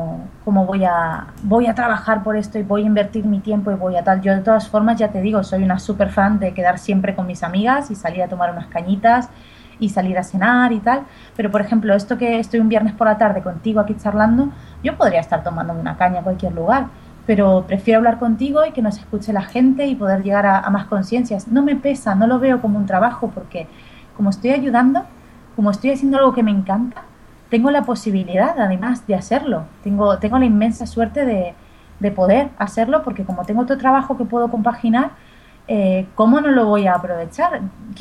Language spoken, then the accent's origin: Spanish; Argentina; y yo además vengo de la República Argentina, que otra cosa no, pero vacas se comen